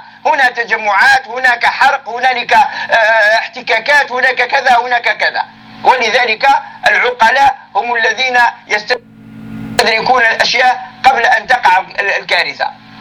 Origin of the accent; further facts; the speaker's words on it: Algeria; نحن شعب جزائري مسلم.